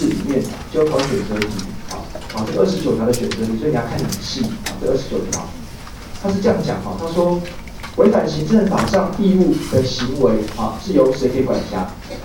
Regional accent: Taiwan; 不是，我回台湾啊，我从小在台湾长大

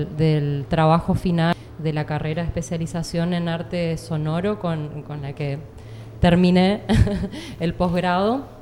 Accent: Corrientes, Argentina; grabaciones de campo de Corrientes, que es mi ciudad de origen y donde viví la mayor parte de mi vida

